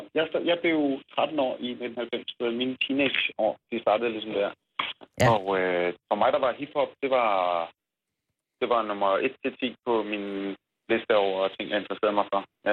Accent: North Denmark Region, Denmark; jeg er vokset op i det mørkeste Nordjylland, i en lille provinsby

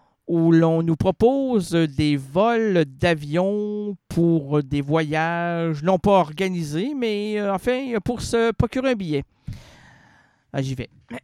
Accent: Quebec, Canada; Je suis un Québécois.

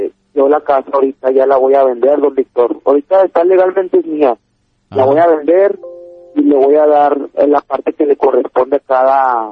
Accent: Monterrey, Nuevo León, Mexico; Yo soy de Monterrey.

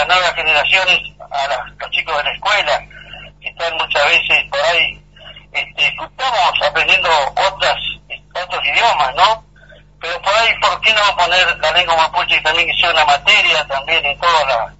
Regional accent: Los Repollos, Río Negro, Argentina; born there; Soy nacido en Los Repollos.

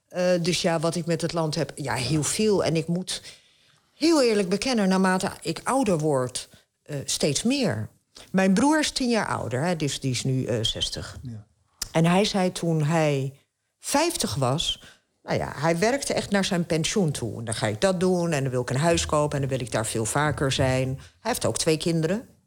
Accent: Fes, Fès-Meknès, Morocco; Ik kom uit Fes, dat is een van de koningsteden.

